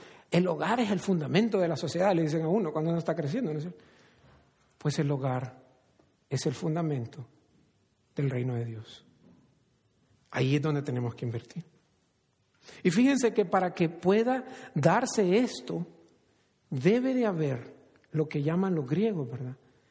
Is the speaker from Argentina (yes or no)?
no; El Salvador; yo crecí en El Salvador, como muchos saben